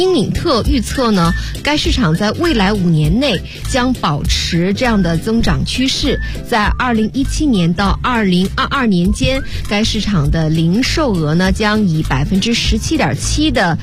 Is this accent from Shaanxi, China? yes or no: no; Liaoyuan, Jilin, China; 我是吉林省辽源市。